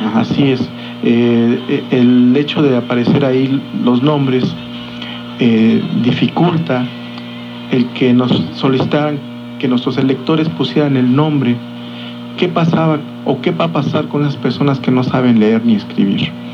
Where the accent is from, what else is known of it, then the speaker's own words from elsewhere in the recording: Tultitlán, State of Mexico, Mexico; Soy del estado de México, nací en Tultitlán.